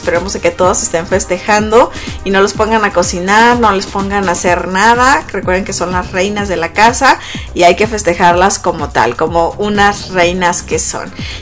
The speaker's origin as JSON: {"language": "Spanish", "country": "Mexico", "said": "Siendo mexicanos, nosotros a veces pues nos ponemos los moños y pues algo parecido pasó."}